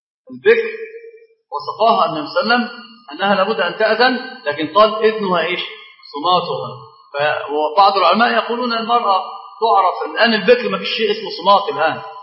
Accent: Egypt; طبعا عندنا معروف جدا ان احنا كمصريين

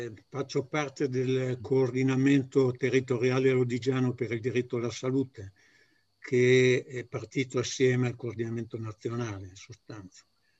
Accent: Codogno, Lombardy, Italy; Io sono di Codogno

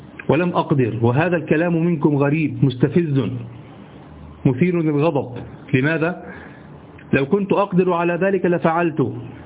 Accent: Egypt; عندنا في مصر

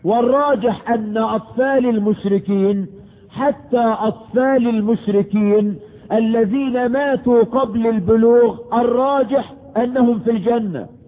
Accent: Egypt

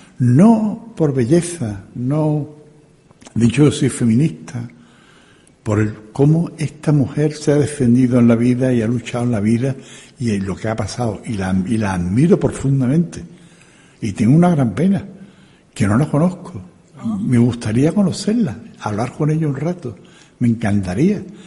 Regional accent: Seville, Andalusia, Spain; Yo soy sevillano, soy andaluz, y me siento muy orgulloso de ser sevillano y andaluz.

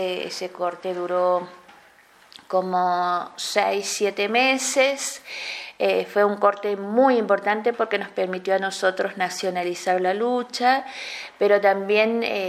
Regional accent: Famatina, La Rioja, Argentina; born there; now in Chilecito, Argentina; vivo en Chilecito, nací en Famatina, así que yo siempre digo que soy del Valle, Antinaco Los Colorados.

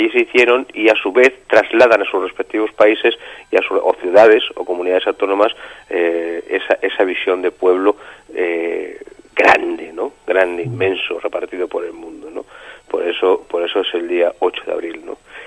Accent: Basque Country, Spain; somos gitanos y somos vascos, no somos gitanos que venimos de fuera, somos gitanos y somos vascos también, llevamos 500 años en Euskal Herria

